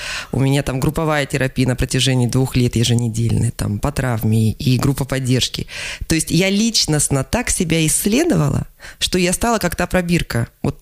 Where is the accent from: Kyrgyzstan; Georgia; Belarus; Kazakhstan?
Kazakhstan; Zyryanovsk, East Kazakhstan Region; moved away as an adult; also born or lived in Ust-Kamenogorsk; now in Krasnoyarsk, Russia; Я приехала из Восточного Казахстана. То есть я родилась в городе Зыряновске, училась в городе Усть-Каменогорске.